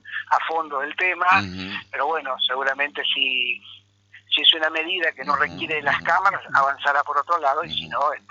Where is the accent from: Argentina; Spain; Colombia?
Argentina; Chajarí, Entre Ríos; now in Federación, Argentina; Yo vivo en Federación, desde lo familiar vivo en Federación y desde lo laboral y desde mi vida, de toda mi vida, soy de Chajarí